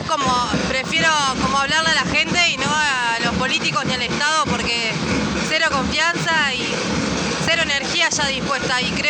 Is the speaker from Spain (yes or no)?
no; Cuesta Blanca, Córdoba, Argentina; vengo de Cuesta Blanca.